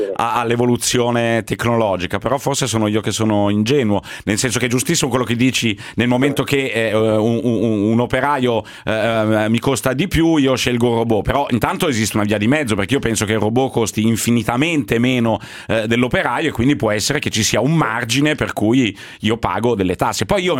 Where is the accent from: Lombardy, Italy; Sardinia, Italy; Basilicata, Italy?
Lombardy, Italy; Milan; Sarà che sono di Milano